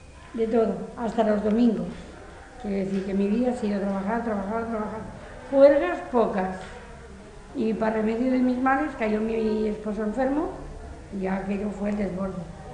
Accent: Badalona, Catalonia, Spain; born there; Yo nací en Badalona, en la clínica del Carmen

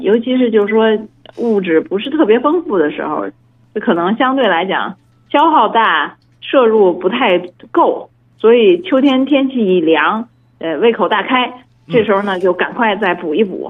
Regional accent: Beijing, China; 从小吃这个嘛，咱们北京人都知道。

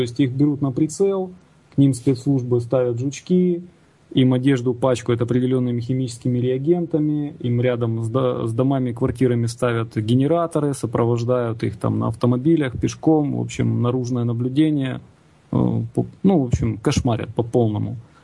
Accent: Kyiv, Ukraine; Сам я из Киева, если кто не знает.

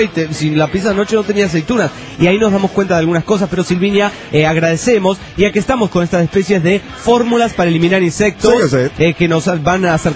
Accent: Monterrey, Nuevo León, Mexico; de Monterrey, Nuevo León, México.

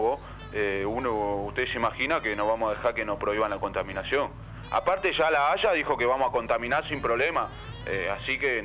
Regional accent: Canelones, Uruguay; Yo vengo de Canelones.

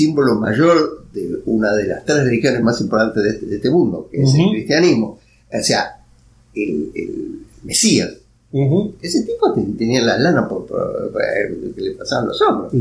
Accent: Buenos Aires, Argentina; yo soy bien porteño, yo nací en Almagro, o sea, viví toda mi vida en Buenos Aires

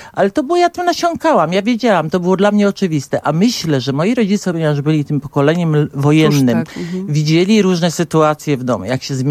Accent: Warsaw, Masovian Voivodeship, Poland; ja pochodzę z Warszawy. W Warszawie się urodziłam i właśnie w Warszawie spędziłam całe życie swoje.

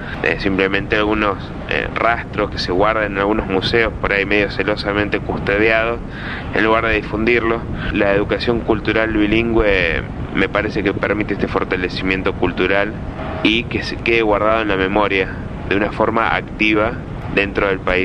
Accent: Balnearia, Córdoba, Argentina; el pueblo de Balnearia, que es donde somos originarios nosotros, sino los pueblos aledaños

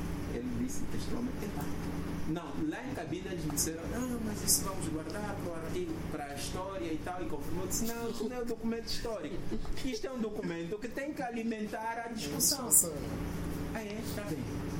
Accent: Angola; não, eu sou angolano, também estudei, também sei, vou opinar

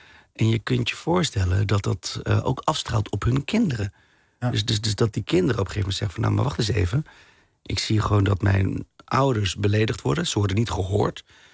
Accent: Tiel, Gelderland, Netherlands; Ik kom bijvoorbeeld uit Tiel, dat is de Betuwe.

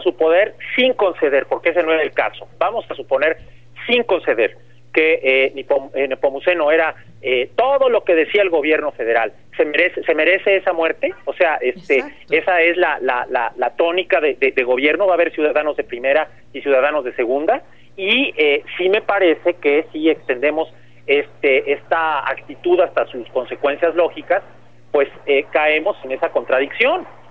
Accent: Mexico; la necesidad que tenemos como mexicanas y como mexicanos de proteger a nuestros defensores de derechos humanos

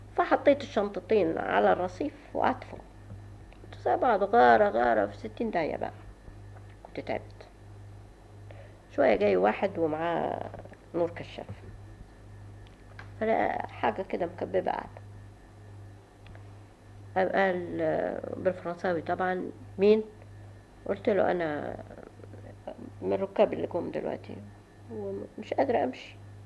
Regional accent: Egypt; وكنت أنا أول مصرية اختارتني عشان تفتيش اللغة الإنجليزية

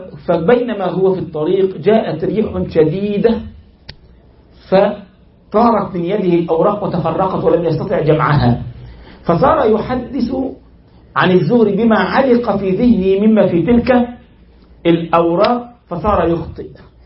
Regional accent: Egypt; حصل ده والله عندنا في مصر

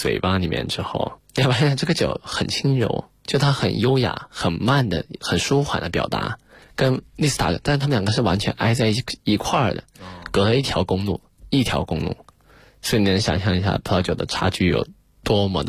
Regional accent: Guizhou, China; 其实我是贵州人，那么贵州人天生爱喝酒，尤其是在我们的黔南地区，我们那个小城市，

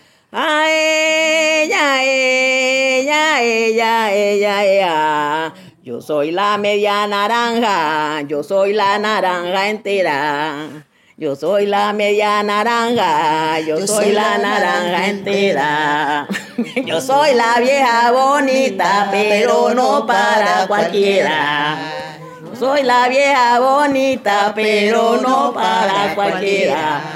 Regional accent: Timbiquí, Cauca, Colombia; yo soy de Timbiquí, también es pacífico, pero pertenece al departamento del Cauca.

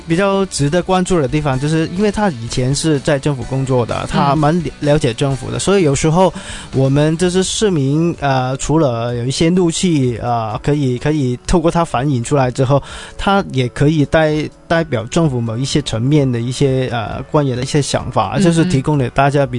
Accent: Hong Kong

